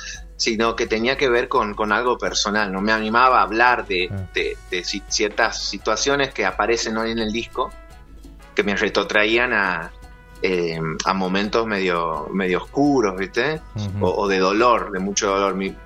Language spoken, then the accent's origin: Spanish; Santiago del Estero, Argentina; Yo soy de Santiago del Estero.